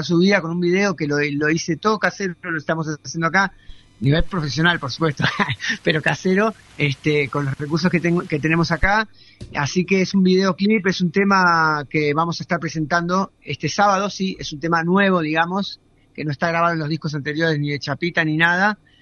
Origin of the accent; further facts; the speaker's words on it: Buenos Aires, Argentina; moved away as an adult; now in Capilla del Monte, Argentina; yo vengo de Buenos Aires hace 3 años y medio que estamos viviendo acá en el Faldeo, en Capilla del Monte